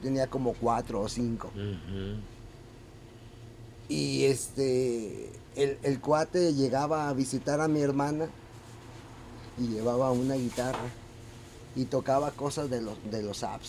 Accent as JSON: {"language": "Spanish", "town": "Guadalajara", "region": "Jalisco", "country": "Mexico", "tie": "born or raised there", "said": "yo nací en el barrio del Santuario. Ahora. En Arista y Mezquitán. Ahí viví hasta como los 4 o 5 años. Y luego nos cambiamos acá a Pedro Loza, a una cuadra del Parque Alcalde."}